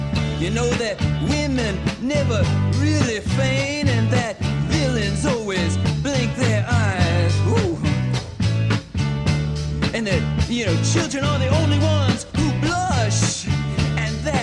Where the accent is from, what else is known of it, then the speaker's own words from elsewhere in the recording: Belgium; nous, on est belges, Alex et moi